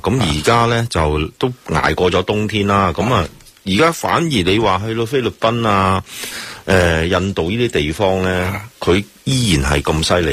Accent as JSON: {"language": "Chinese", "country": "Hong Kong", "said": "譬如那些搓手液啊或者口罩呢，我想以后都离开不到我们香港人的了。"}